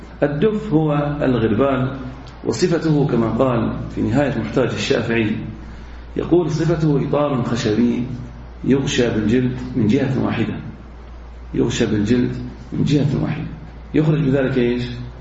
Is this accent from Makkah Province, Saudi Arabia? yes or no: no; Al-Ahsa, Eastern Province, Saudi Arabia; بعض الناس عندنا في الأحساء خاصة